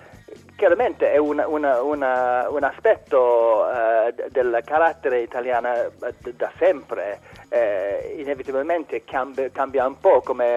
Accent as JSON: {"language": "Italian", "region": "London", "country": "United Kingdom", "second_language": "Italian", "said": "Essendo inglese, londinese, invece a Londra la mancanza di simpatia è sempre un problema"}